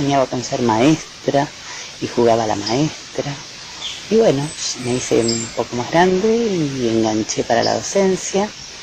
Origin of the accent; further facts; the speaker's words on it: Junín, Buenos Aires Province, Argentina; now in Buenos Aires, Argentina; yo soy del interior, soy de Junín, estudié en Lincoln y soñaba con la gran ciudad.